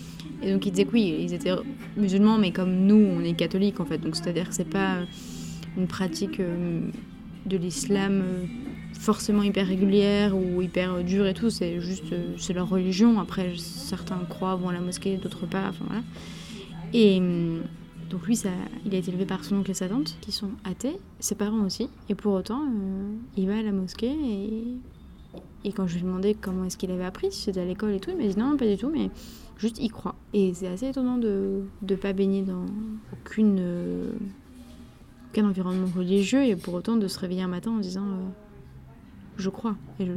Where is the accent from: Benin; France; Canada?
France; Parce qu'on râle beaucoup, on est français, c'est normal.